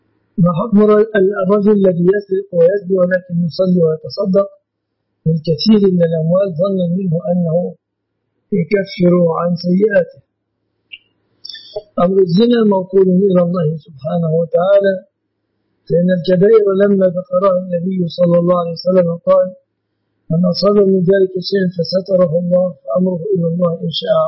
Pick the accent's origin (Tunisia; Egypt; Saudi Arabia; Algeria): Egypt; لأن الذهب في مصر في بلادنا مصر من الصداق